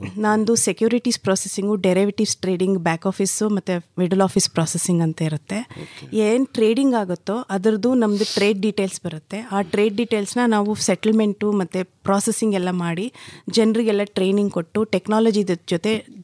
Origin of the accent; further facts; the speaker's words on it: Bengaluru, Karnataka, India; ಕೆಂಪೇನೆಟ್ಟಿ ಹನೂರು ತಾಲೂಕು ಕೊಳ್ಳೇಗಾಲದಿಂದ ಬರ್ತಾ ಇದ್ದೀನಿ. ಅಲ್ಲಿ ನಮ್ಮ ಜಮೀನಿದೆ. ವೃತ್ತ ನಾನು ಬೆಂಗಳೂರಲ್ಲೇ ಹುಟ್ಟಿ ಬೆಳೆದಿದ್ದು.